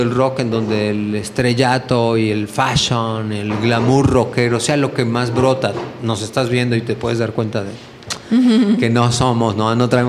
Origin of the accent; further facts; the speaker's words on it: Mexico City, Mexico; now in Amatlán, Mexico; Pero poco a poco nos fuimos moviendo del DF. Nosotros éramos del DF.